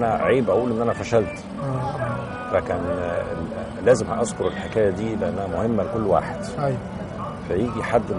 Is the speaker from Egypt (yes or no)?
yes; Cairo, Cairo Governorate, Egypt; انا، اصلا ابويا من القليوبيه، يعني اصلا بس احنا اتربينا واتولدنا كلنا في القاهره.